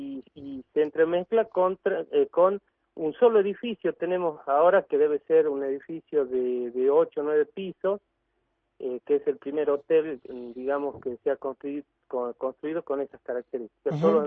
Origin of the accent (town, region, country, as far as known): Catamarca, Argentina; born or raised there; also born or lived in Buenos Aires / Avellaneda